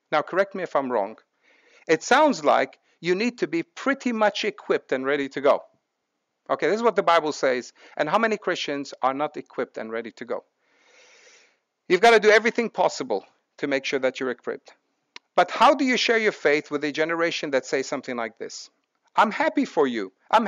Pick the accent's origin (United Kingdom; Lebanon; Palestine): Lebanon; I was brought up in Lebanon. Most people were dying from guns, bombs, and snipers.